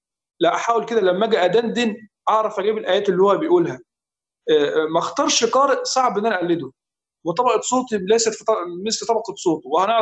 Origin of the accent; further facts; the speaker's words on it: Egypt; يعني هذا ليس لان انا مصري واشيد الى قراء مصر